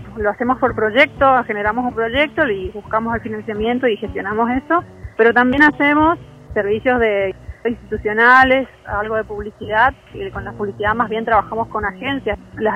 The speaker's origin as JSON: {"language": "Spanish", "region": "Misiones", "country": "Argentina", "said": "como que soy de Misiones solamente tengo que hablar de los guaraníes."}